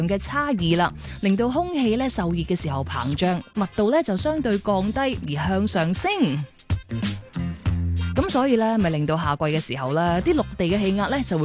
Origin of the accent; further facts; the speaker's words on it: Hong Kong; 我哋香港人